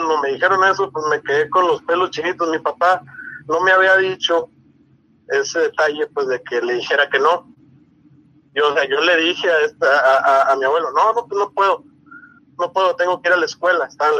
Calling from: Hermosillo, Sonora, Mexico; de Hermosillo, Sonora

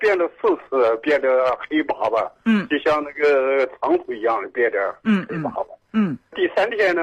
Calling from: Dandong, Liaoning, China; 我是丹东的。

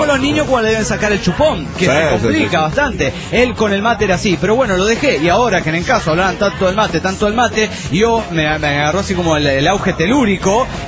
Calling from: Delta, Colorado, United States; Hola, pirata y lagarto … de Delta Colorado.

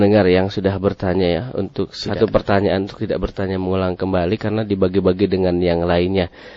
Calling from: Tegal, Central Java, Indonesia; Saya dari Tegal, alhamdulillah, mau bertanya.

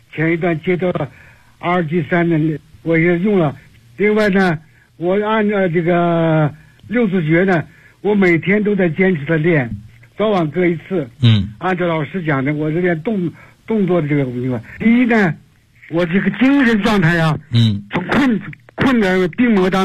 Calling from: Beijing, China; 我是北京的学员。

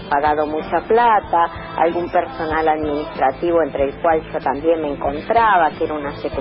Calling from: Barracas, Buenos Aires Province, Argentina; de Barracas.

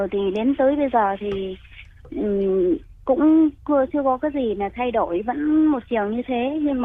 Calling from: Ho Chi Minh City, Vietnam; Dạ, em gọi từ đến từ thành phố Hồ Chí Minh ạ.

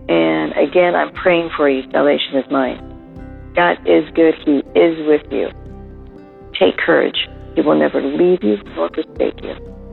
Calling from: California, United States; Hello there. … I'm calling from Southern California.

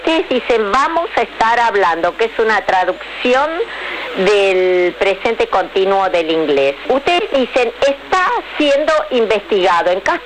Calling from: Barracas, Buenos Aires Province, Argentina; de Barracas.

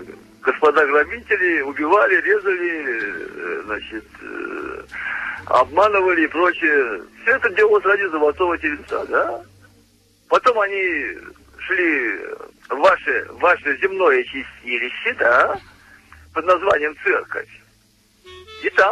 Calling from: Tolyatti, Samara Oblast, Russia; Это я из Тольятти. Опять вам звоню.

